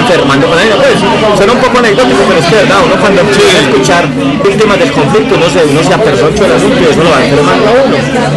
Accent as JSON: {"language": "Spanish", "town": "San Vicente", "region": "Antioquia", "country": "Colombia", "said": "yo soy del Oriente Antioqueño, más que de San Vicente, yo soy del Oriente, ¿cierto?"}